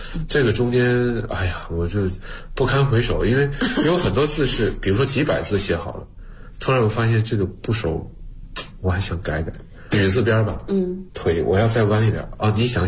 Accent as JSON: {"language": "Chinese", "country": "China", "said": "我们中国人其实就是活在汉字里的"}